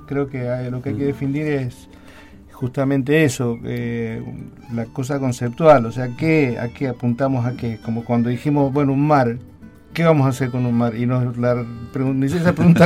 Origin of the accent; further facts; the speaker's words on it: Mendoza, Argentina; now in Mar del Plata, Argentina; yo soy mendocino y me siento marplatense, hace 26 años que vivo acá.